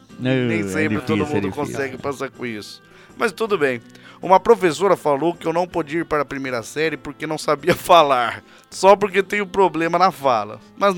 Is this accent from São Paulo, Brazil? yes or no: yes; São Paulo, Brazil; tenho 34 anos, sou da cidade de São Paulo